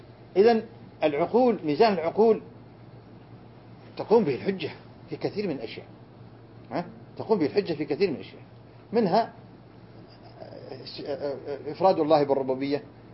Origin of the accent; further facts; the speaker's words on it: Riyadh, Riyadh Province, Saudi Arabia; أنا كنت صغير وولدت في الرياض، كنا ندور حول الرياض بالدراجة بساعة واحدة وساعتين،